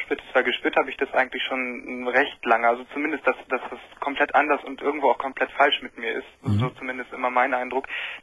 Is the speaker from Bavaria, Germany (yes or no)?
no; Lower Saxony, Germany; also ich komme aus Niedersachsen